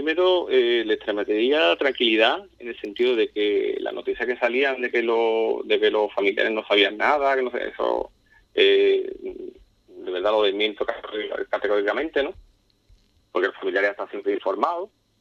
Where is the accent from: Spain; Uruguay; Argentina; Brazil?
Spain; Ubrique, Andalusia; pero yo soy de Ubrique y a mí mi cuerpo me duele, ¿no?